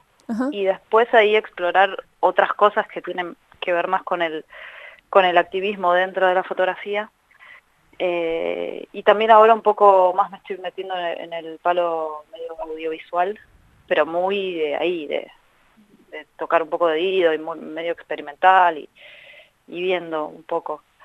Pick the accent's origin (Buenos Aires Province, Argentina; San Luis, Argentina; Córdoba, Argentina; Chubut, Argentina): Buenos Aires Province, Argentina; Carapachay; de Carapachay.